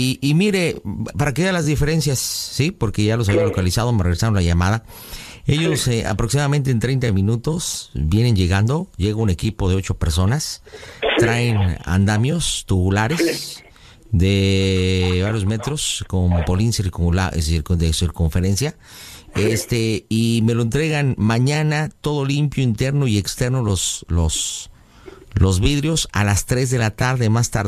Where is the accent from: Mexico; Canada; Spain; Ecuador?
Mexico; ¿Cómo somos los mexicanos? Somos mentirosos.